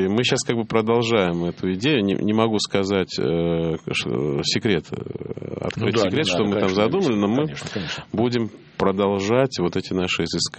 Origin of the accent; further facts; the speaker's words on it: Tbilisi, Georgia; moved away as an adult; Я родился и провел юность в таком южном городе Тбилиси. Ну, вот это мой родной город. Я там учился, закончил школу, закончил высшее военное артиллерийское училище. И в 21 год оттуда уехал.